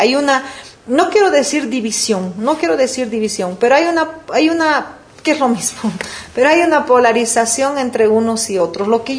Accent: Bolivia; los que somos bolivianos deberíamos de estar pensando en pasar esa hoja

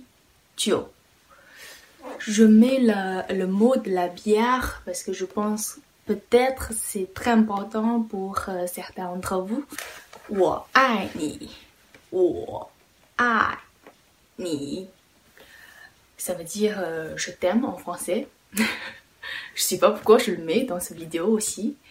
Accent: China; French is a second language; je suis chinoise.

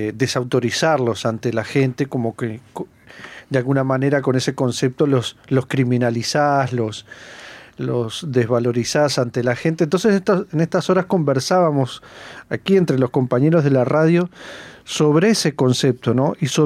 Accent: Uruguay; que somos todos uruguayos

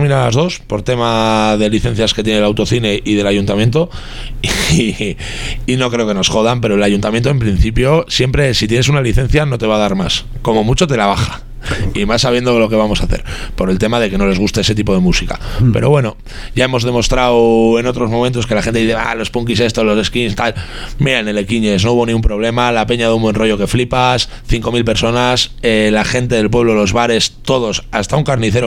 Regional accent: Algorta, Basque Country, Spain; nosotros somos tan de Algorta que siempre ponemos en toda Algorta

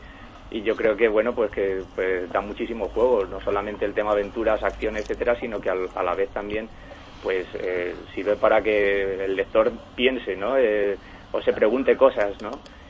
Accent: Spain; lógicamente soy un autor español y apuesto siempre por las obras españolas

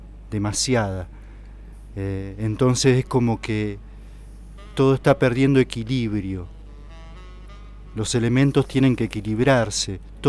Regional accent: San José del Rincón, Santa Fe, Argentina; Allá en Mis Pagos, en Santa Fe, donde yo nací, y después viví cerca del río, en un pueblito muy pintoresco de pescadores que se llama San José del Rincón. Yo vivía cerca del río

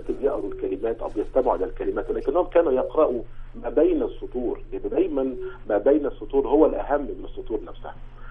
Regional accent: Egypt; إحنا عندنا في مصر مشروع قومي

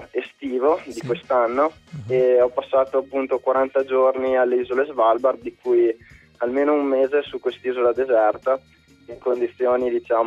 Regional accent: Rovereto, Trentino-Alto Adige, Italy; Io sono di Rovereto Trento, studio Ferrara

